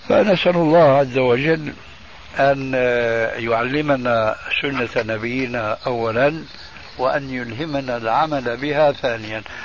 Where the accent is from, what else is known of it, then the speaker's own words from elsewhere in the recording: Syria; عندنا في سوريا إذا مات ميت في بيت